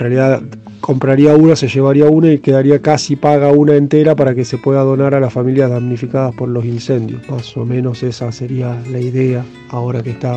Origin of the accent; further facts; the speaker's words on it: Santa Fe, Argentina; yo soy de la ciudad de Santa Fe capital